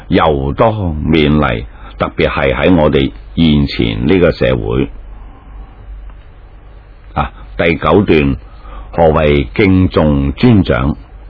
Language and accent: Chinese; China; 我们中国人经常讲忠孝全家啊